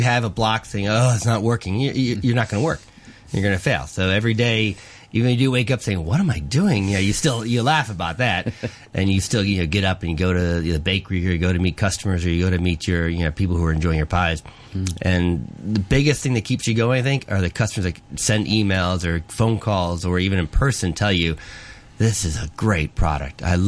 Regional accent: United States; now in Hong Kong; You know, being American, you know, we actually do the sweet pies, but we do sweet and savory

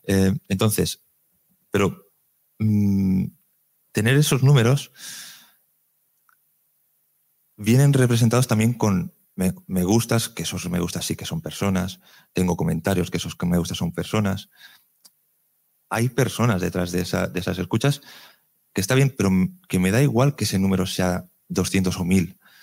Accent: Region of Murcia, Spain; also born or lived in Terrassa; now in Valencia, Spain; yo nací en Cataluña, en Terrassa, estuve 10 años viviendo allí, luego estuve 20 años viviendo en Murcia, ahora llevo 17 años aquí en Valencia

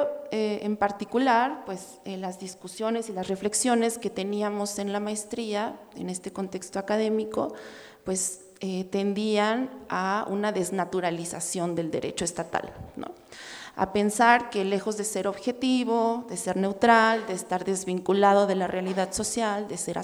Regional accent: Morelia, Michoacán, Mexico; Bueno, nosotros somos de Morelia, trabajamos en Michoacán.

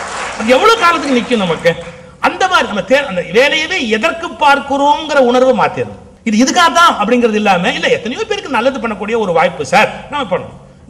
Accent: India; நானும் இந்தியன் தானே

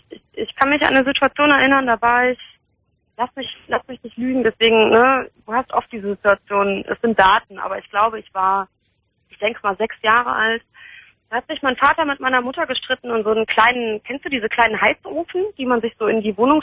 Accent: Hahn, Germany; born there; Ich bin in Hahn geboren

